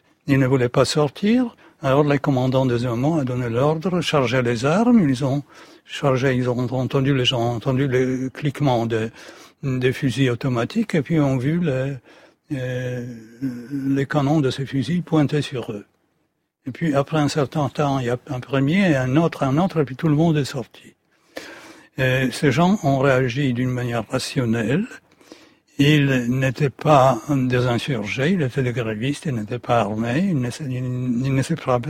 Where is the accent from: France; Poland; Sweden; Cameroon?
Poland; French is a second language; En tant que Polonais, on doit être raisonnable